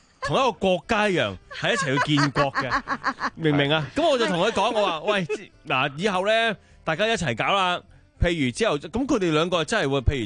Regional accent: Hong Kong; now in United States; 我細個喺香港住嗰啲即係三幾百尺嘅屋啦，至到喺美國即係躺大幾層樓嗰啲屋咧

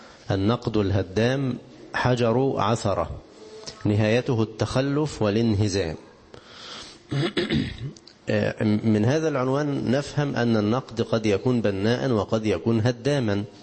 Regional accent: Egypt; وطبعا إحنا كمصريين أساتذة في التخويف، صح كده؟

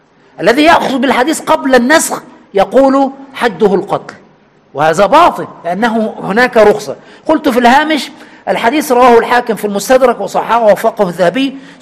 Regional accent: Egypt; كما نقول كمصريين دم خفيف

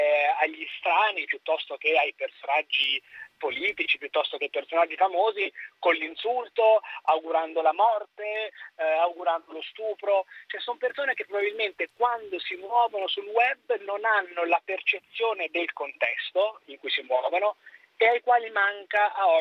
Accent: Perugia, Umbria, Italy; Sono nato a Perugia e vivo a Perugia

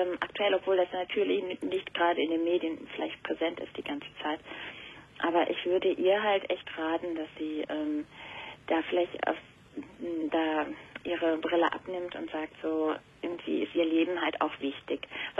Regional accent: Turkey; Ich bin Türkin.

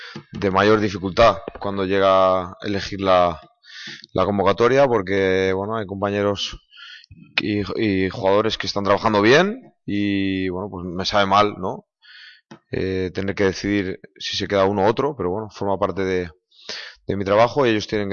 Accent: Valladolid, Castile and León, Spain; yo soy de Valladolid, me siento de Valladolid, y bueno, pues volver a casa

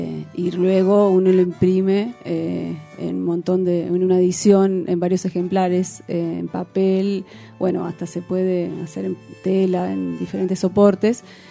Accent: La Plata, Buenos Aires Province, Argentina; Bueno, yo soy de la ciudad de La Plata, de Buenos Aires.

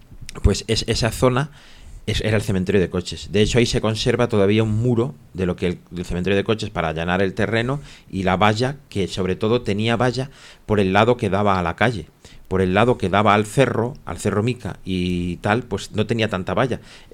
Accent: Madrid, Community of Madrid, Spain; Yo no de pequeño no me crié aquí, me crié en Aluche, que está cerca.

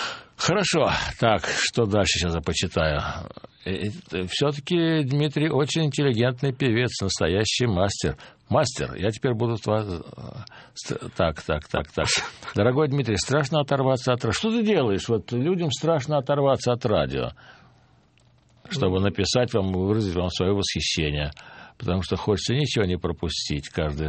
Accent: Moscow, Russia; я никогда не покидал родину. Я родился в Москве, да. Я родился в Москве и всю жизнь так и живу в Москве.

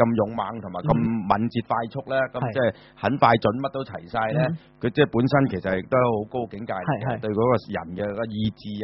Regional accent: China; 我哋中國人咧都會針對下盤

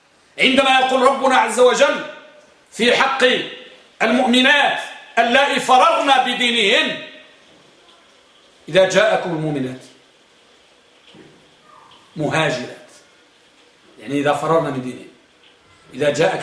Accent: Morocco; الملقب عندنا بالمغرب الملقم تلقيمة، يعني لقب

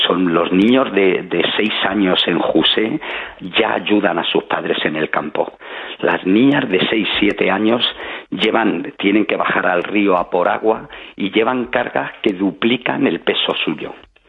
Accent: Spain; como ciudadanos, como españoles, que son conscientes de que viven en una tierra privilegiada

